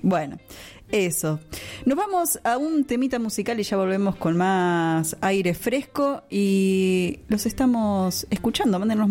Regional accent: Ushuaia, Tierra del Fuego, Argentina; accent: porteño or pampiano; also born or lived in Mar del Plata; por más que sea de Ushuaia, ya no tenemos tonada. No tenemos como una tonada así muy peculiar, es media porteña o pampiana, ponele, me han dicho, que tengo como una tonada pampiana

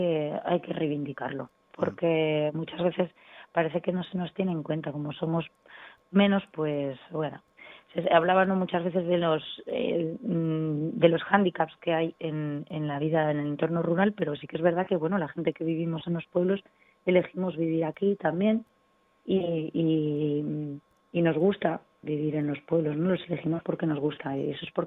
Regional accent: Alcorisa, Aragon, Spain; tengo la primera fecha a finales de enero en mi pueblo, en Alcoriza.

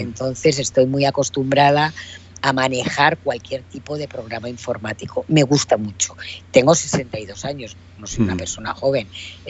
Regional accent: Alicante, Valencian Community, Spain; un momento en el año 2000 que me vuelvo a Alicante, a mi tierra, porque mi madre está muy mayor

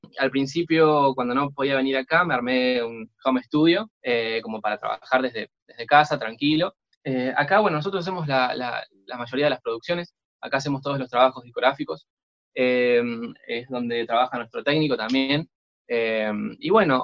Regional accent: Argentina; Yo llego justo el día que cierran la frontera en mi país, en Argentina, llego un día antes.

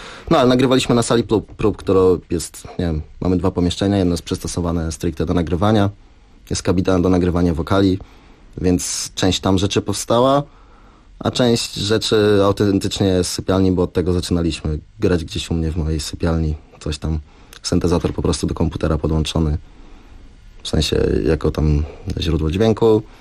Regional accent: Olsztyn, Warmian-Masurian Voivodeship, Poland; now in Poznań, Poland; ja mieszkam w Poznaniu na co dzień i Bartek tak samo. Bartek pochodzi z Gorzowa, ja pochodzę z Olsztyna.

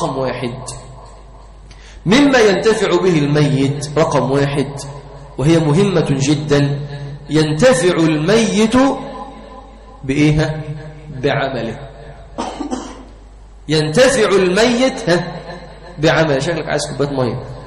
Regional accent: Egypt; وفي بعض القرى عندنا في مصر

